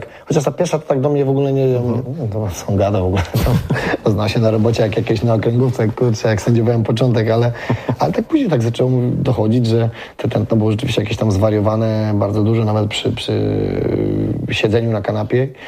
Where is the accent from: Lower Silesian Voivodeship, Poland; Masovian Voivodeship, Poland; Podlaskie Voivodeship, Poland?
Masovian Voivodeship, Poland; Płock; Tak, tu Słupno-Płock, bo można powiedzieć, że w Płocku byłem urodzony i wychowany